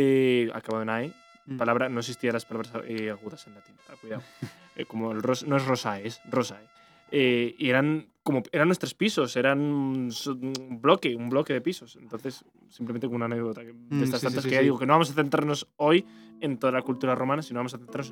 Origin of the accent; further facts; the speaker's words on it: Castile and León, Spain; nosotros que somos de aquí de Valladolid. Bueno, yo que soy de la Cisterna. Yo no soy de Valladolid, yo soy de la Cisterna.